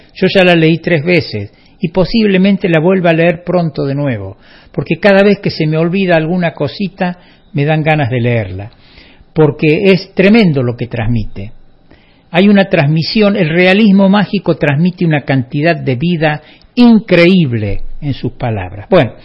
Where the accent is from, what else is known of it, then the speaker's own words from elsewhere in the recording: Córdoba, Argentina; somos todos de Parabachasca.